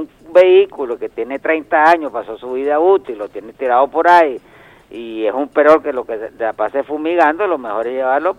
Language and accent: Spanish; Venezuela; Es el modo más fácil de podernos entender como venezolanos y hermanos que somos.